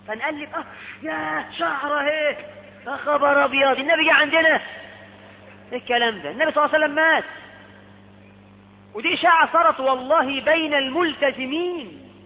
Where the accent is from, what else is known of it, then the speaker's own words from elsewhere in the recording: Egypt; احنا عندنا في مصر